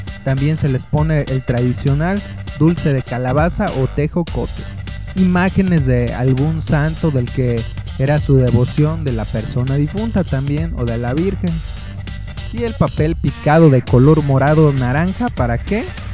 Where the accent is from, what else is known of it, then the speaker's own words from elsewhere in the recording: Mexico; rescatamos nuestras tradiciones como mexicanos